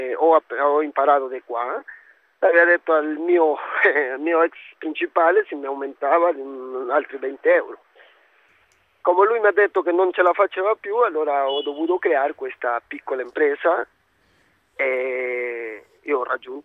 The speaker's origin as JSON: {"language": "Italian", "country": "Peru", "lives_now": "Rome, Italy", "said": "Sono peruviano, sì."}